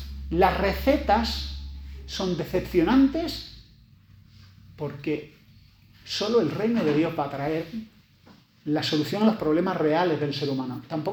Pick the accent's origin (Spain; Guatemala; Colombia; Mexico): Spain; Además somos españoles, los españoles nos calentamos mucho.